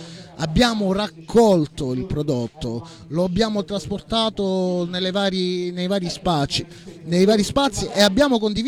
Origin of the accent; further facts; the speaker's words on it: Calabria, Italy; Io personalmente vengo dalla Calabria, vivo giù in Calabria